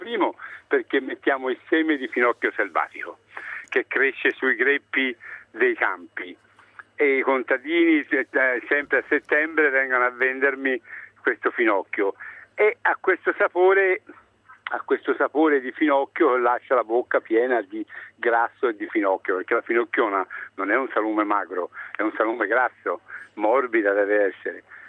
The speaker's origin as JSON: {"language": "Italian", "town": "Greve in Chianti", "region": "Tuscany", "country": "Italy", "said": "Io sono di Greve"}